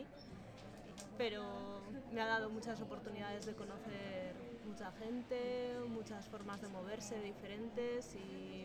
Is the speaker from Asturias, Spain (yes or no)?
no; Logroño, La Rioja, Spain; moved away; Soy de La Rioja, de Logroño.